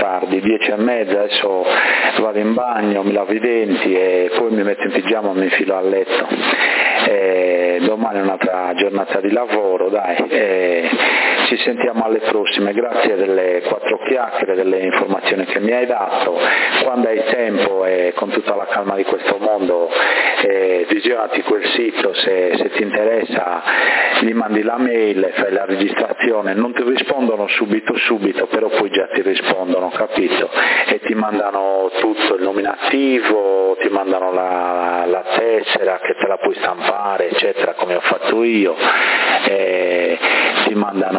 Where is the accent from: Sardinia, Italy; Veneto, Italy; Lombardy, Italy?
Sardinia, Italy; Bonorva; now in Sassari, Italy; da ragazzo non vivevo a Sassari allora, no? E io vengo da Bonorva, quindi là avevamo la vigna, per cui da ragazzino aiutavo